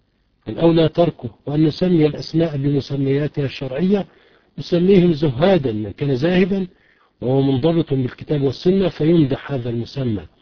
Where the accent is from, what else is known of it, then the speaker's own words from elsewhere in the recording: Egypt; وهي في الغالب عندنا في مصر تحتوي على الشرك